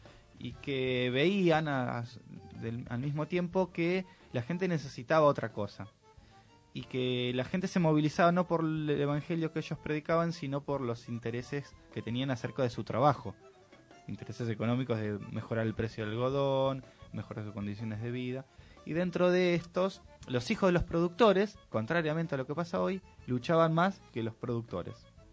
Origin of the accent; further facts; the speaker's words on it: Argentina; todos sabemos que nosotros como Argentina tenemos una matriz productiva muy siempre mirando hacia Europa